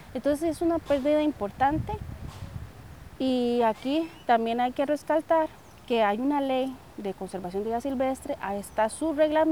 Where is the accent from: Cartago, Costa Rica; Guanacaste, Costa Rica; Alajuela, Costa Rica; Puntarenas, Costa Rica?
Alajuela, Costa Rica; Palmares; soy de Palmares. Mi carrera base es biología.